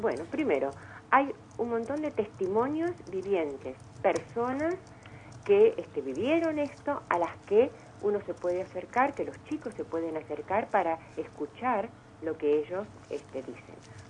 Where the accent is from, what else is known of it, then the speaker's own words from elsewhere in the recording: Argentina; tiene que ver con nuestra identidad como argentinos